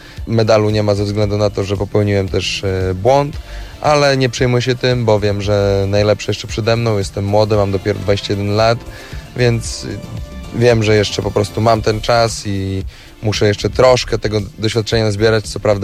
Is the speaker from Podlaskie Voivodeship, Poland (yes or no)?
yes; Białystok, Podlaskie Voivodeship, Poland; Tutaj się wychowałem, tu się urodziłem